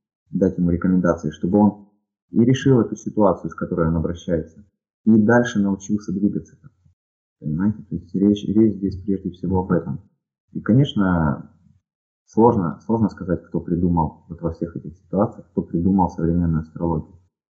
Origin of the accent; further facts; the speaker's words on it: Ukraine; now in Russia; так как я родом из Украины, у меня соответствующий был диалект или выговор, или акцент. И когда я переехал в Россию, мне с этим было несколько неловко.